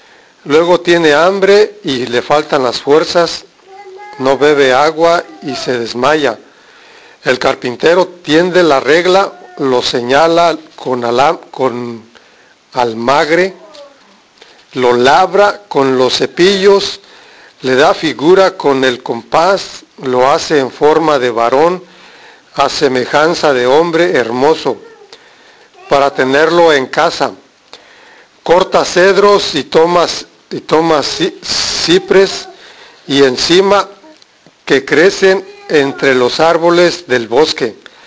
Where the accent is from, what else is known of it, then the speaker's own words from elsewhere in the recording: Mexico; Nuestra cultura, soy de México, nuestra cultura es de imágenes, de ídolos, de cosas.